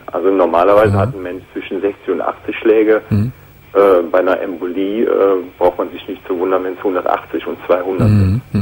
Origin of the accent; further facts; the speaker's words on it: Aachen, North Rhine-Westphalia, Germany; Und ich komme aus der Region von Aachen.